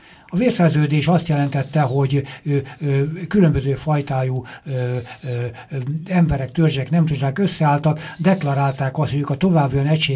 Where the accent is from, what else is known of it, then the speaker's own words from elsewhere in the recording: Hungary; a nagyvilág ebből akkor tanulhat, hogy mi magyarok is tanultunk belőle